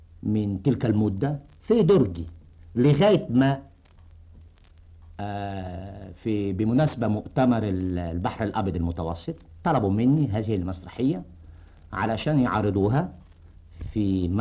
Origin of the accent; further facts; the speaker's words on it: Alexandria, Alexandria Governorate, Egypt; born there; مولود بالإسكندرية يا أستاذ